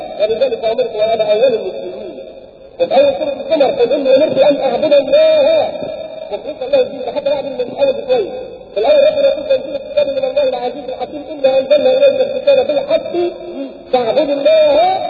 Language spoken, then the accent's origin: Arabic; Egypt; احنا بس مصريين وفيها كرامات وفي بركات